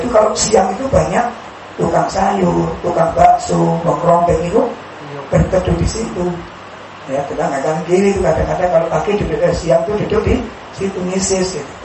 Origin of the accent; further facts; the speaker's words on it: Sidokari, Indonesia; Saya punya pohon mangga dulu di kampung saya di sini, Sidokari.